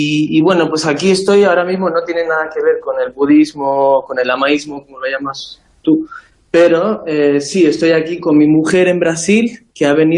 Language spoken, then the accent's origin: Spanish; South India, India; Y entonces yo donde crecí fue en India, en un monasterio en el sur, desde los 6 años que me ingresaron en el monasterio, y ahí estuve hasta los 18 años